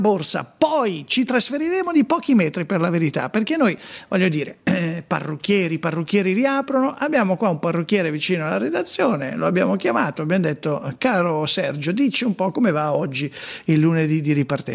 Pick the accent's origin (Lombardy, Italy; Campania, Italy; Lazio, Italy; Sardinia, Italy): Lombardy, Italy; Sesto San Giovanni; io sono di Sesto San Giovanni, che è l'Alto Milanese.